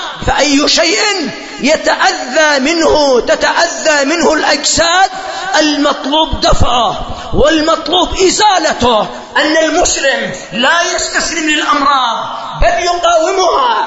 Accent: Yemen; هذا المرض قد حصل عندنا في اليمن في بعض المدن

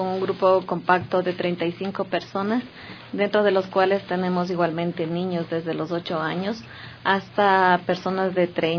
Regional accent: Ecuador; creo que como ecuatorianos somos muy amables, somos muy colaboradores

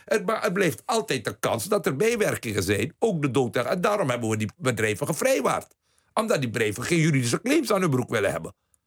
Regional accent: 's-Hertogenbosch, North Brabant, Netherlands; now in Waalwijk, Netherlands; ik kom uit Den Bosch en woon nu in Waalwijk.

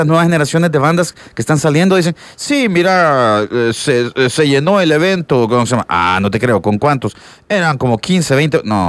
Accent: El Salvador; como todo salvadoreño y todo chavito de 19, wow, 20 años

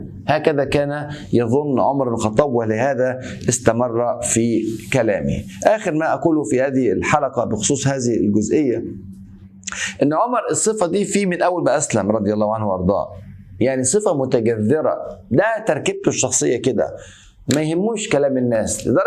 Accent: Egypt; زي بيقولوا عندنا في مصر

